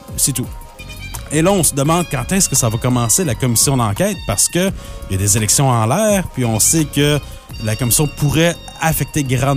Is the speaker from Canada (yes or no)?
yes; Quebec, Canada; Maintenant, plus proche de chez nous, au Québec, on s'ennuyait